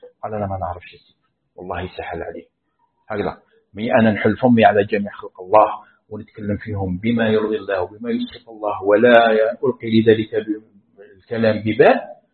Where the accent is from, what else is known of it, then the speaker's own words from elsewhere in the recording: Algeria; هذه قصة مثلا نقولوا احنا عندنا في الجزائر